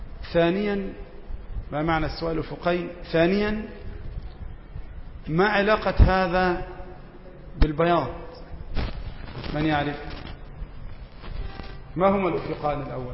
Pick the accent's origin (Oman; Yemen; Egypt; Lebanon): Egypt; يعني تقريبا من غروب الشمس إلى غياب الشفق عندنا في مصر بيأخذ حوالي ساعة ونصف